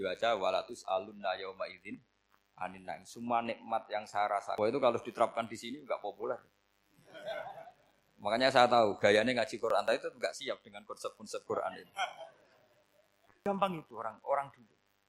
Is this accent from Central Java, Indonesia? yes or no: yes; Rembang, Central Java, Indonesia; saya orang Rembang.